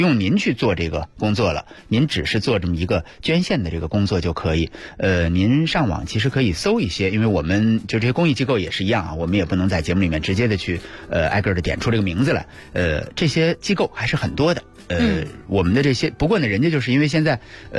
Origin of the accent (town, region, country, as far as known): Beijing, China